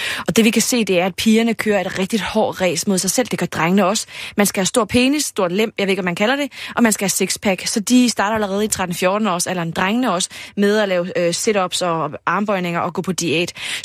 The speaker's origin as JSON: {"language": "Danish", "town": "Padborg", "region": "Region of Southern Denmark", "country": "Denmark", "said": "det er fordi, jeg er også fra Padborg, der gør man det på en lidt særlig måde."}